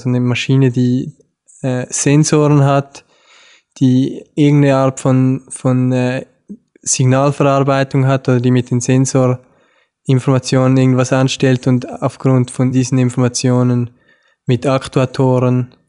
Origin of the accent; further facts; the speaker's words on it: Switzerland; Wie man hören kann, komme ich aus der Schweiz. Ich habe in Zürich, an der ETH Zürich Maschinenbau studiert